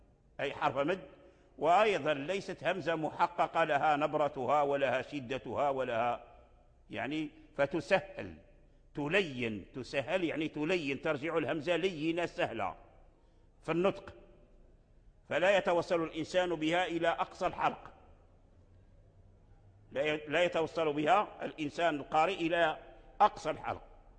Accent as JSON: {"language": "Arabic", "country": "Morocco", "said": "وهو الوجه الآن متداول عندنا في المغرب ونقرأ به في رواية ورش"}